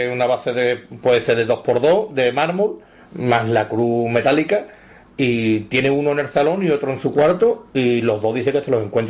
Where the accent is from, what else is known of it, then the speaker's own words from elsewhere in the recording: Seville, Andalusia, Spain; somos de la barriada, somos del Cerro del Águila